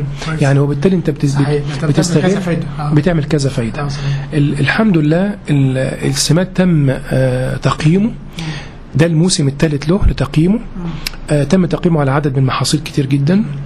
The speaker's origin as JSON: {"language": "Arabic", "country": "Egypt", "said": "فاحنا طبعا عشان المشكلة دي كبيرة جدا عندنا في مصر"}